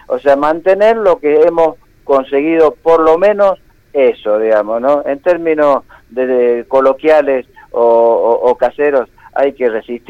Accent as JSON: {"language": "Spanish", "country": "Argentina", "said": "Como argentino, ¿no? Te duelen, sí, como argentino, ¿no?"}